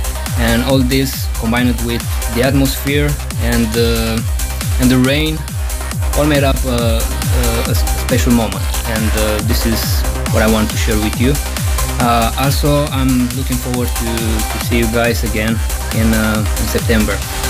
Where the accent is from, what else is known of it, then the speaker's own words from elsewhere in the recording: Romania; from Romania.